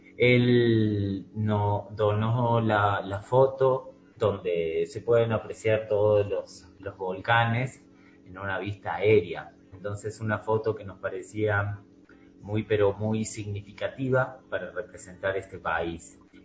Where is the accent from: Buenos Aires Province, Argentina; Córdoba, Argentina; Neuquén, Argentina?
Córdoba, Argentina; Los tres músicos que interpretamos somos argentinos. Y no de Buenos Aires solamente, sino de distintas provincias. Yo soy de Córdoba